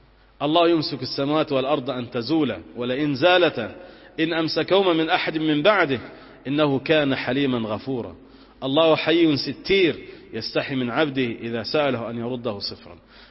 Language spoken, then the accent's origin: Arabic; Egypt; أن ينزل على بلادنا مصر الأمن والأمان والسكينة والاستقرار